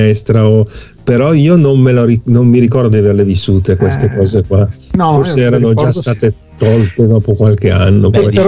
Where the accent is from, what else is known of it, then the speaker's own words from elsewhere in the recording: Settimo Milanese, Lombardy, Italy; io ho fatto 5 anni di elementari nel mio paese, le statali normali a Settimo Milanese, e poi i miei genitori della prima media mi hanno mandato in collegio.